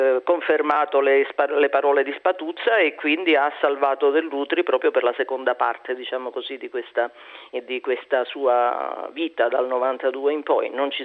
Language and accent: Italian; Sicily, Italy; da siciliana mi trovo perfettamente d'accordo